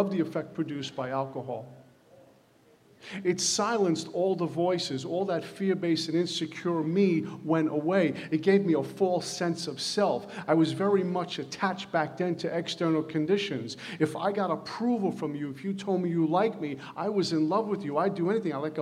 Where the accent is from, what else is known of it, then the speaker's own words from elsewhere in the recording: Brooklyn, New York, United States; And back in the day, growing up in Brooklyn, hanging out on the corner was like a religion.